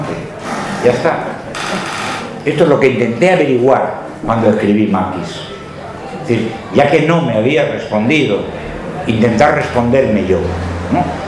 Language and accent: Spanish; Gestalgar, Valencian Community, Spain; aunque mi tierra, concretamente mi pueblo, ese Gestalgar